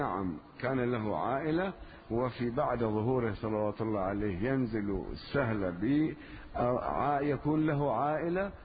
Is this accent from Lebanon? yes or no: yes; Lebanon; كأن عندنا في لبنان لا يوجد خصوصا من طلبة العلم